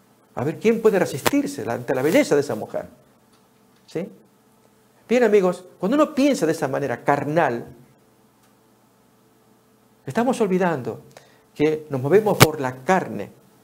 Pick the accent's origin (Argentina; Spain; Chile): Argentina; Años atrás, en Argentina, en mi país, hubo una crisis económica tal que hubo que devaluar el dinero